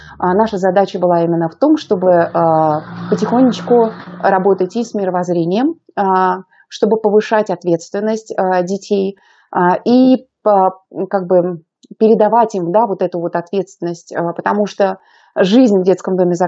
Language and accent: Russian; Saint Petersburg, Russia; я из Санкт-Петербурга, у нас очень красивый город